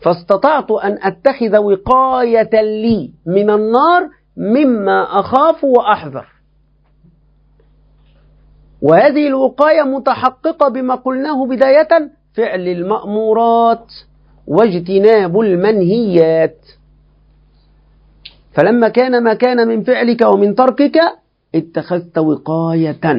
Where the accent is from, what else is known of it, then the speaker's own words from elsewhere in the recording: Egypt; لكن بالنسبة لنا كمصريين نحن في فتن عظيمة